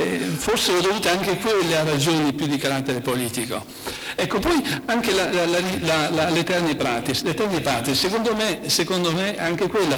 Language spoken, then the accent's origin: Italian; Padua, Veneto, Italy; Sono chiamato in causa in quanto padovano